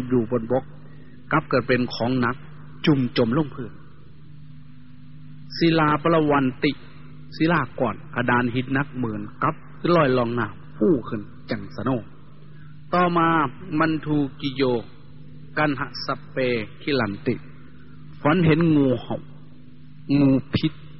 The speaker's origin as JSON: {"language": "Thai", "region": "Isan", "country": "Thailand", "said": "โดยเฉพาะพี่น้องชาวอีสานเราทุกข์ยากลำบากกว่าชาติอื่นทุกอย่างลำบากกว่าแหล่งอื่น"}